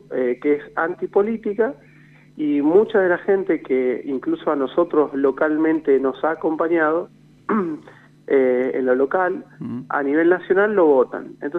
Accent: Argentina; esto que hoy estamos padeciendo todos como argentinos

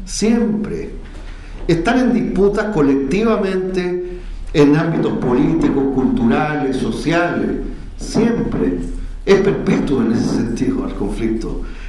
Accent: Chile

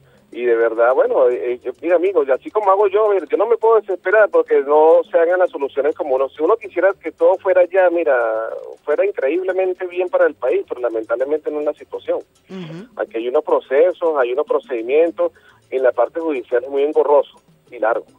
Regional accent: Venezuela; lo digo como venezolano y como revolucionario

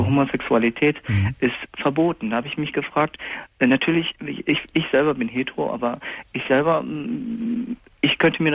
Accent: Germany; Bin hier in Deutschland aufgewachsen, in einer muslimischen Familie.

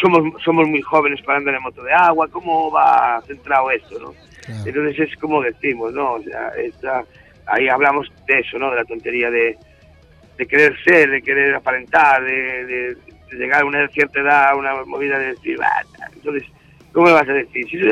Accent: Galicia, Spain; somos gallegos y tenemos una retranca ya jodida

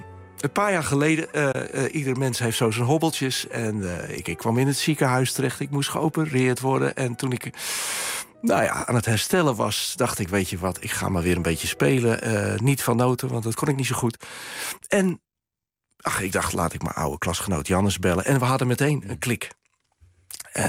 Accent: Drenthe, Netherlands; accent: Drents; Jan Veen en ik praten onderling gewoon hartstikke plat Drents.

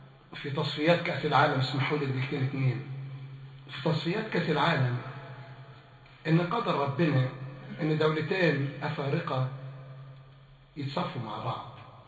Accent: Egypt; ولا لاعب من فريق مصر نفعني انا كمصري

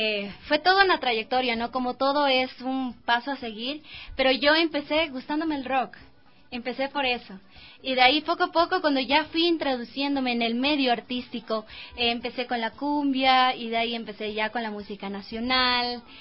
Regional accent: Quito, Pichincha, Ecuador; Yo soy quiteña, tengo 21 años

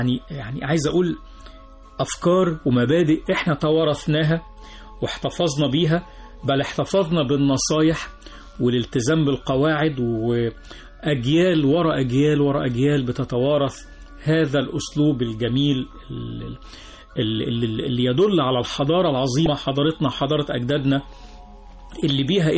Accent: Egypt; هنلاقي نفسنا راجعين تاني بنفس قوتنا كمصريين في مجال العلم

